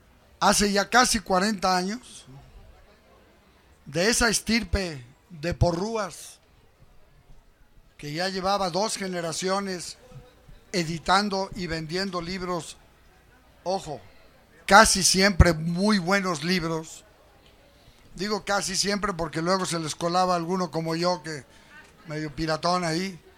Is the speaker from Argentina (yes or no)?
no; Mexico; que fue formado en la escuela juarista, que sigo siendo juarista y que por encima de todas las cosas, pues soy mexicano. Muy mexicanista